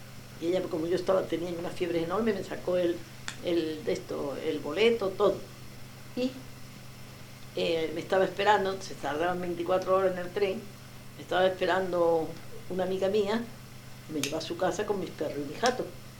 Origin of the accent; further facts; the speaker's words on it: Monterrey, Nuevo León, Mexico; now in Mexico City, Mexico; Yo cuando me vine de Monterrey me fui a Newton